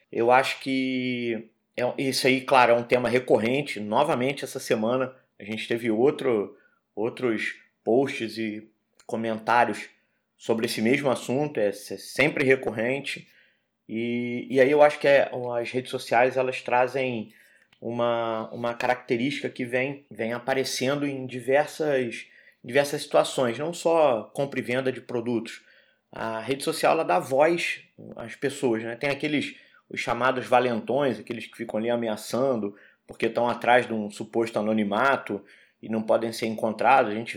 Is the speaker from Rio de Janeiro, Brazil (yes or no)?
yes; Rio de Janeiro, Brazil; o carioca, eu sou do Rio, então o carioca